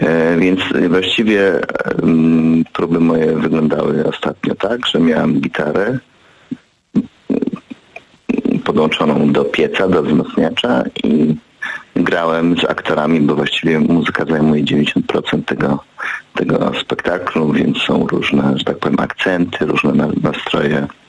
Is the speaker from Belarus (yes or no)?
no; Rzeszów, Subcarpathian Voivodeship, Poland; born there; Urodziłem się w Rzeszowie.